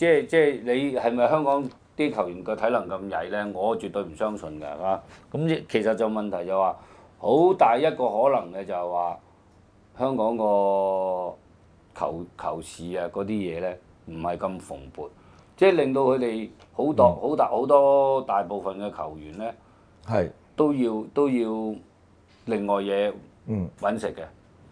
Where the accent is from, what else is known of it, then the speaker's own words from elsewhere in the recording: China; 其實有時我哋身為中國人，我哋有時都有啲即係感慨嘅